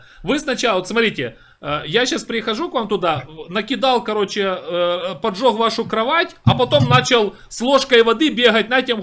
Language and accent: Russian; Ukraine; Вот я украинец, да? На мою страну напала Россия.